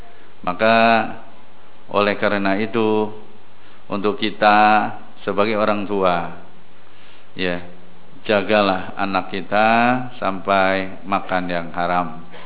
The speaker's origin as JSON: {"language": "Indonesian", "region": "Jakarta", "country": "Indonesia", "said": "Masalah mengembala, zaman dulu saya orang Jakarta, yang namanya kita bahasa ngangon kerbau, kalau kita dekat sawah, bapak-bapak yang memang punya sawah pasti menjaga."}